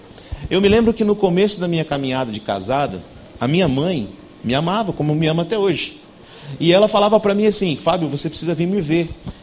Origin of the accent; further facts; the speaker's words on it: Assis, São Paulo, Brazil; now in São José do Rio Preto, Brazil; A minha esposa trabalhava na cidade onde nós morávamos, nós não somos de Rio Preto, nós somos de Assis